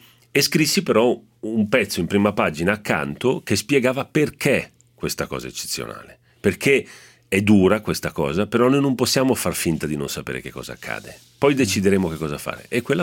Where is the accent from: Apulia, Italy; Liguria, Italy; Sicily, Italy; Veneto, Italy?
Liguria, Italy; Genoa; sono genovese perché mugugno. Il genovese mugugna.